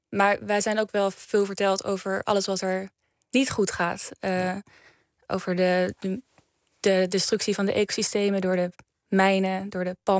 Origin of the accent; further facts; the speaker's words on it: Netherlands; born there; ik ben geboren in Nederland. Mijn opa die is in 1962 uit Papua gekomen.